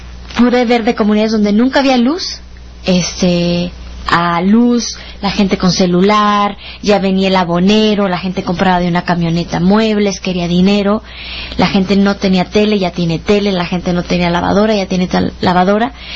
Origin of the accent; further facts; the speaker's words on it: Chihuahua, Mexico; soy de Chihuahua, soy norteña.